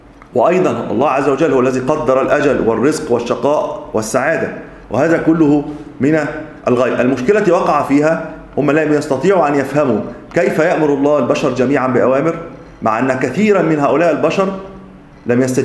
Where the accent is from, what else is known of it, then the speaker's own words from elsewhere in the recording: Tanta, Gharbia, Egypt; السيد البدوي الذي موجود عندنا في طنطا